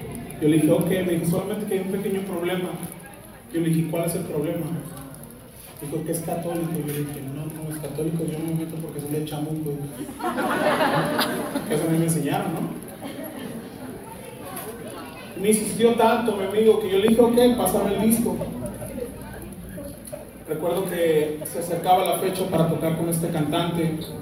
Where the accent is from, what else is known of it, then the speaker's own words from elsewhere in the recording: Mexico; Soy mexicano.